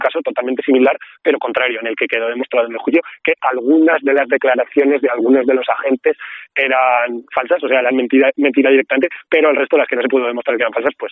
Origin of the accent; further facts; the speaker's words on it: Artieda, Aragon, Spain; en el caso de mi pueblo la verdad es que son todo parcelas bastante pequeñas, la tierra, por suerte, no por nada, está bastante bien distribuida, pero también hay una parte importante que es del ayuntamiento, y al final el ayuntamiento, en el caso de Artieda